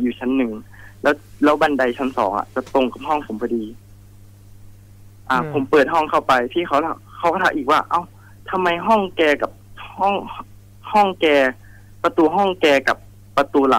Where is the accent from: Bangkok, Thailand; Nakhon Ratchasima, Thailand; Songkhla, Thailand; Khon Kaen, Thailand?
Nakhon Ratchasima, Thailand; จริงๆผมเป็นคนโคราชก็จะนับถือหลวงพ่อคูณครับ